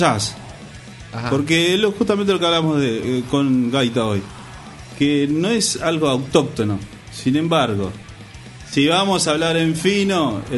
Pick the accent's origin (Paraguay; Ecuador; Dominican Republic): Paraguay; Sin ir más lejos, soy paraguayo.